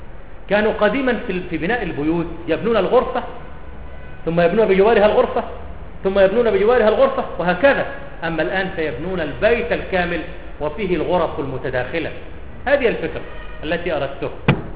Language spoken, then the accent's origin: Arabic; Cairo, Cairo Governorate, Egypt; لا القاهرة، أنا من أهل القاهرة وأتعصب لها، أتعصب للقاهرة.